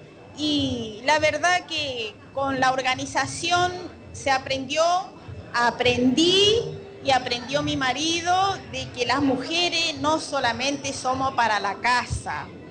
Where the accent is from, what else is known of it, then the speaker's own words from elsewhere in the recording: Formosa, Argentina; vengo de una provincia de Formosa, del campo, donde realmente en el campo, en un pueblito